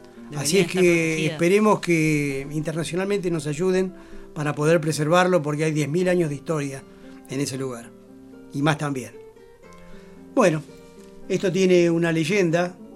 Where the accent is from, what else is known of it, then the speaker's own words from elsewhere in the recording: La Plata, Buenos Aires Province, Argentina; Yo vengo de visita, soy platense, pero vengo de visita.